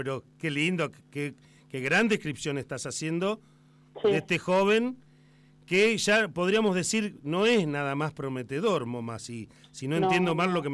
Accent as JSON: {"language": "Spanish", "country": "Argentina", "said": "yo la verdad es que me siento muy argentino charlando contigo"}